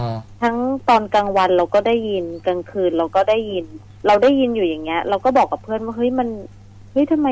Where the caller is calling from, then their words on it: Bangkok, Thailand; กรุงเทพค่ะ